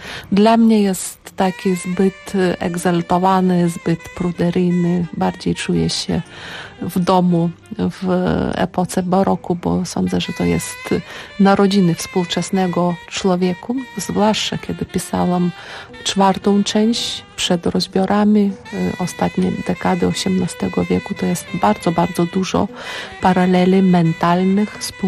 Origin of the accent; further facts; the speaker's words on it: Lithuania; Polish is a second language; Jestem Litwinką